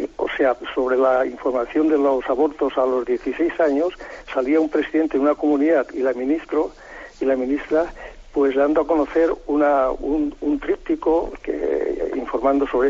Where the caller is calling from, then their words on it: Castellón de la Plana, Valencian Community, Spain; de Castellón.